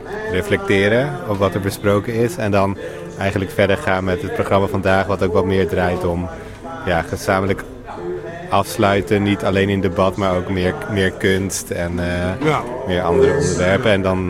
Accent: Berlin, Germany; wij komen uit Berlijn

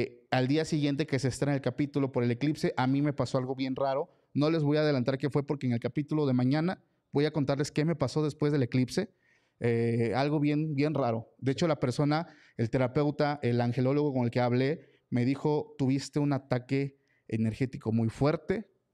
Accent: Mexico; como buen mexicano, estábamos editando el capítulo del lunes

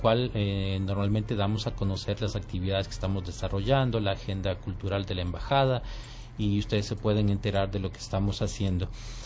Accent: Ecuador; Pero no podemos nosotros como ecuatorianos actuar como árbitros

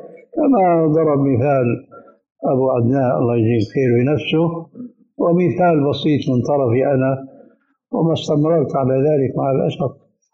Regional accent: Syria; كانت الى عهد قريب عندنا في سوريا للرجال

